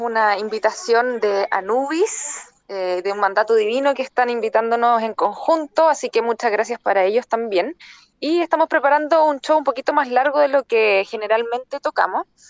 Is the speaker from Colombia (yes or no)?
no; Chile; Somos de Chile y vamos a estar tocando el 5 y 6 de mayo en Buenos Aires.